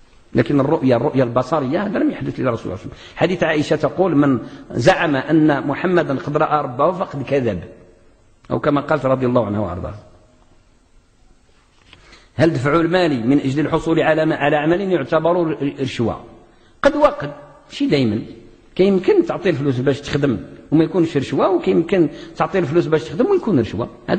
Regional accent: Morocco; موظف صغير عندنا في السلم عندنا في المغرب راه دايزه فيه الزكاه في المغرب

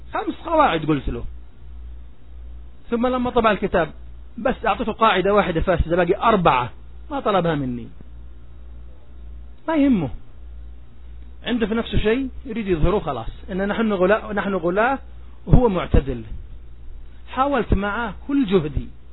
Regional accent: Jordan; أنا أردني، عتيبي صحيح، تفضل، أنا عتيبي صحيح لكن أردني

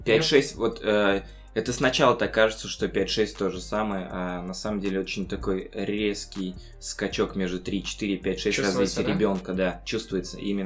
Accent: Dushanbe, Tajikistan; moved away; also born or lived in Yelabuga, Russia; Родился в Душанбе, Средняя Азия. Воспитывал папа, мама, полная семья у нас, брат-двойняшка, Тимур и старшая сестра.

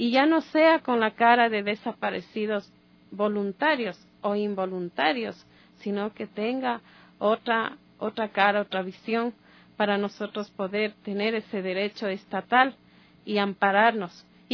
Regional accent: Ecuador; sé cuáles son mis derechos como ecuatoriana

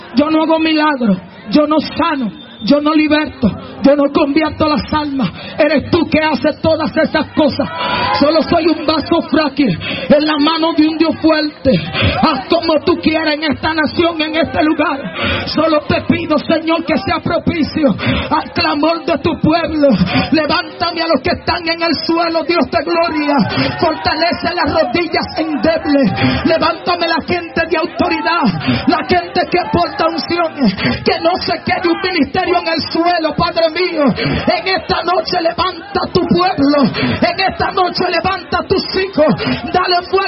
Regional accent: Dominican Republic; Oh, nada más no somos los dominicanos que tenemos un unción.

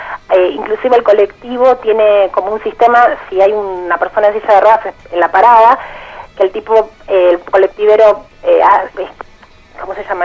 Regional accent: Buenos Aires, Argentina; Sí, de Palermo.

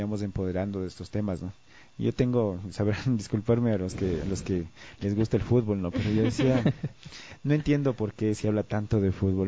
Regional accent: Quito, Pichincha, Ecuador; yo soy quiteño, que soy pichinchano

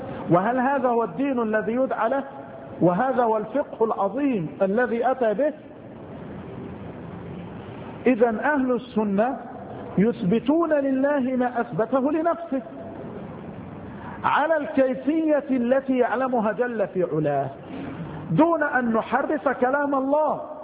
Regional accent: Mansoura, Dakahlia, Egypt; إحدى البلدان عندنا في المنصورة المسجد يمتلئ عن آخره

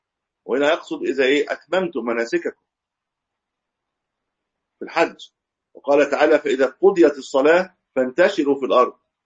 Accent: Egypt; ليست عندنا في مصر، في بعض البلاد يقيموا من غير ميكروفون

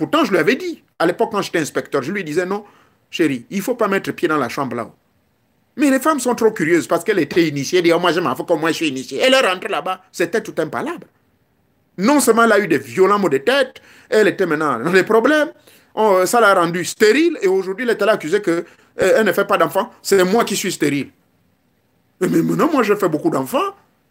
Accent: Gabon; chez moi au Gabon

